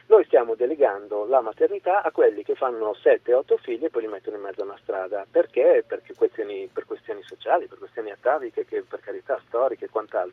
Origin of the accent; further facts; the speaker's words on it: Milan, Lombardy, Italy; Ho 55 anni, sono cresciuto a Milano negli anni 60.